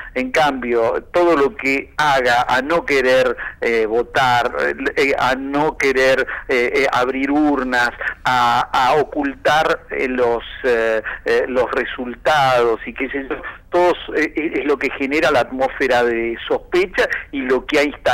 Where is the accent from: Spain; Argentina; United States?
Argentina; Y eso me parece absolutamente ponderable como argentino. No, yo no soy de Chubut, le aviso que no conozco a ninguno de los integrantes del Superior Tribunal.